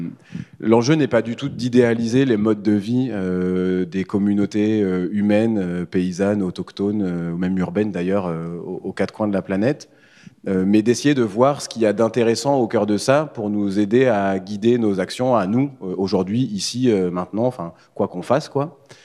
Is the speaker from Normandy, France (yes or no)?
yes; Coutances, Normandy, France; Moi, je suis originaire de la Manche, donc de Coutances, à 100 km d'ici.